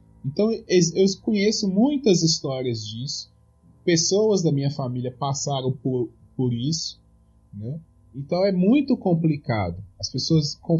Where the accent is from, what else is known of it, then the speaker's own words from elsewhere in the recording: Minas Gerais, Brazil; eu sou do interior de Minas Gerais, a minha família é toda de roça, né, e meus avós nasceram numa época que existia um coronelismo muito forte, né?